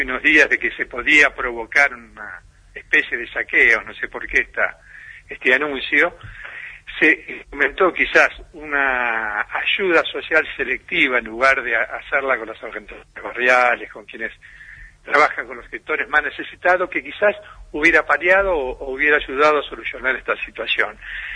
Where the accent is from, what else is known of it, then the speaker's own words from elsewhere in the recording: Buenos Aires, Argentina; now in Bariloche, Argentina; yo hace 40 años que vine de Buenos Aires, ¿no? Y realmente me siento, obviamente, más rionegrino y barilochense